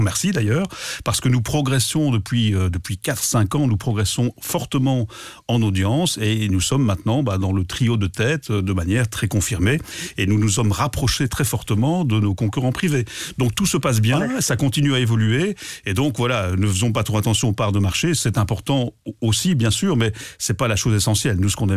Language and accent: French; Wallonia, Belgium; les trois premières radios les plus écoutées chez nous en Belgique francophone